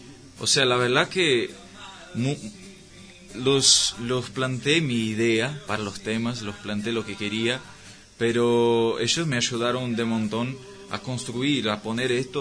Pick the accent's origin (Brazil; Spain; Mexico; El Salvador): Brazil; also born or lived in Salto, Uruguay; Bueno, soy de familia de brasileros, como mi mamá que está acá. Y me fui muy chico a Brasil. Yo creo que tenía un año por ahí, más o menos. Uh-huh. Y crecí ahí, pero siempre con ganas de conocer mi tierra.